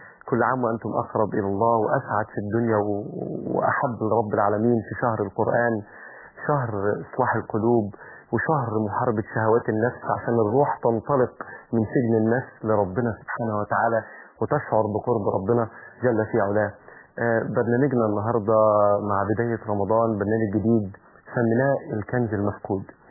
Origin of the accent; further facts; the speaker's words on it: Egypt; إن أنا جزء منه كان في بلدنا مصر